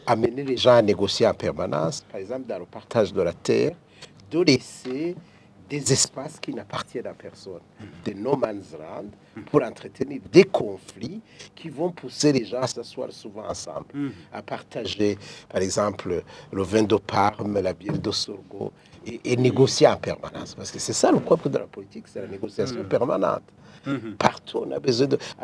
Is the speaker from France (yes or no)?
no; Burundi; Et ici, chez nous, au Burundi aussi.